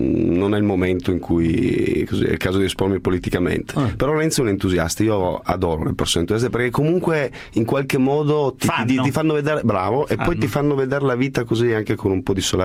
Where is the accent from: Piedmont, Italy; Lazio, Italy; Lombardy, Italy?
Piedmont, Italy; Turin; E poi sono vecchio come il cucù, si dice dalle mie parti a Torino.